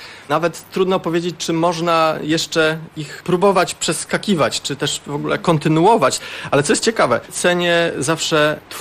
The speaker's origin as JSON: {"language": "Polish", "town": "Sopot", "region": "Pomeranian Voivodeship", "country": "Poland", "tie": "born or raised there", "said": "Ale nie, ale ja jestem od dziecka tutaj, więc z Sopotem jestem związany przez całe życie."}